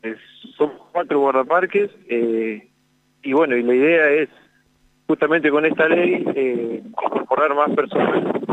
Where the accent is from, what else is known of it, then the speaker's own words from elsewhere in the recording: General Acha, La Pampa, Argentina; En realidad soy oriundo de General Hacha.